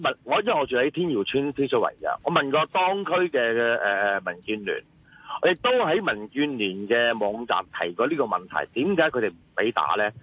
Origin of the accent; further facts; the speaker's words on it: Hong Kong; 都系我一个土生土长嘅香港永久性居民